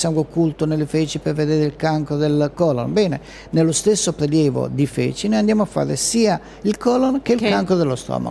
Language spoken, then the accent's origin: Italian; Bologna, Emilia-Romagna, Italy; io vengo da Bologna